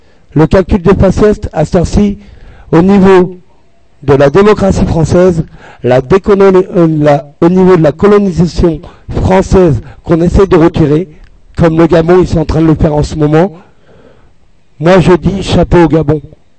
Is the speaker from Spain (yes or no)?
no; France; C'est pas nous les Français